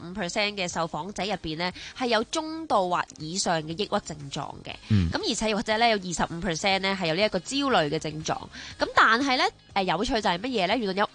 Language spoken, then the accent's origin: Cantonese; Hong Kong; 根據我哋香港人嘅繁忙體質嚟講咧，我 OT 完咧係一定唔夠時間同你去上堂嘅。